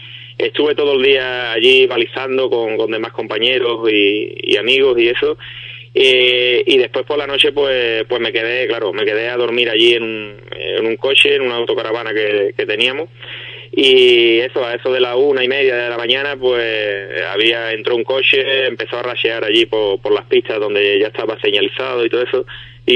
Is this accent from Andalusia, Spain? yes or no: yes; Ubrique, Andalusia, Spain; he conseguido que en mi pueblo haya un circuito de rally